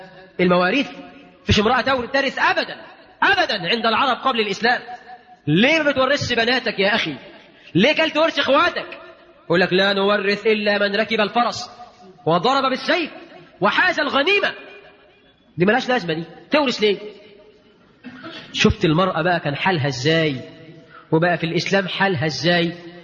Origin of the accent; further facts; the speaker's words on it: Egypt; اجعل بلدنا مصر آمنا مطمئنا وكل بلاد